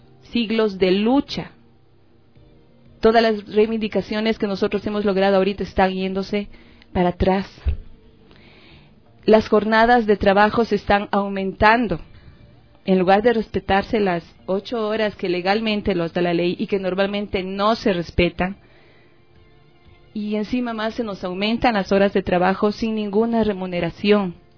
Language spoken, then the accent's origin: Spanish; Ecuador; nosotros como ecuatorianas y ecuatorianas